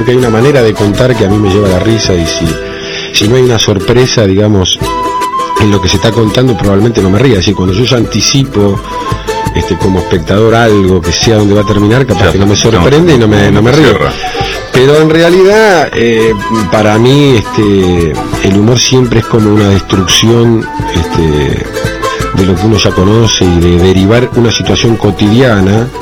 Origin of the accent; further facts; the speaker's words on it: Castelar, Buenos Aires Province, Argentina; also born or lived in Morón; Nací vivía en Castelar y nací en Morón. Y después, en el año 68, me mudé a Villaluro